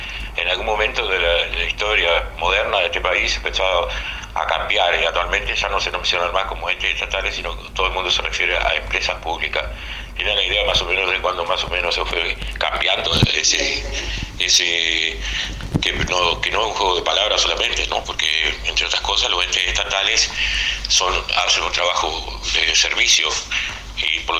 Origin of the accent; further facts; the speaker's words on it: Paysandú, Uruguay; de Paysandú